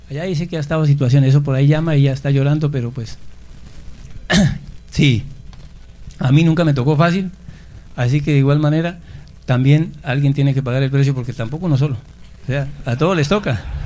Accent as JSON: {"language": "Spanish", "region": "Boyacá", "country": "Colombia", "said": "yo que soy boyacense, que estaba en el rebusque, en el comercio"}